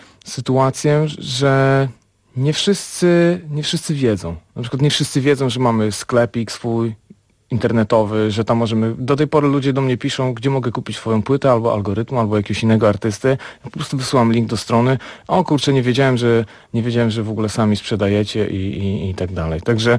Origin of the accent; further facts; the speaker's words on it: Lębork, Pomeranian Voivodeship, Poland; w moich rodzinnych stronach w Lęborku, gdzie właśnie pierwsze kroki muzyczne stawiałem